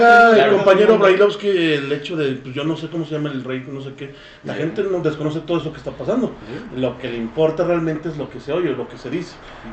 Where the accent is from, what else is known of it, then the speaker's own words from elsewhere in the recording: Mexico; Porque somos mexicanos, somos chingones.